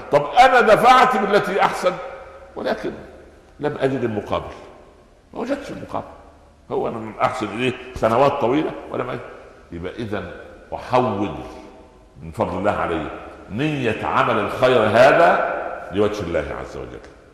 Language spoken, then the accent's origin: Arabic; Egypt; فانا اقول لاحد الشعراء الفكاهيين كان عندنا في مصر